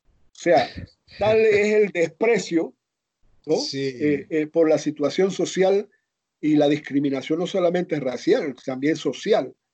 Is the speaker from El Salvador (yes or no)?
no; Azuero Peninsula, Panama; born there; Incluso en el área donde yo nací, en la península de Azuero, que se dice que son de raíces hispanas